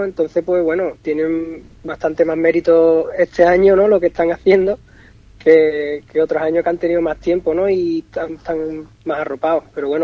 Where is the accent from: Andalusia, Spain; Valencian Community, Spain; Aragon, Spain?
Andalusia, Spain; Jerez de la Frontera; yo soy jerezano, y aquí la zambomba pues es algo que se vive desde siempre